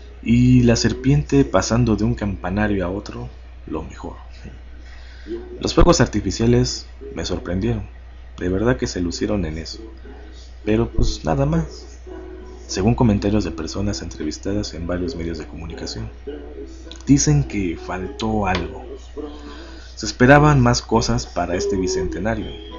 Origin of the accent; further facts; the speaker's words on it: Puebla, Mexico; Sí, en la ciudad de Los Ángeles, en Puebla, de donde soy originario.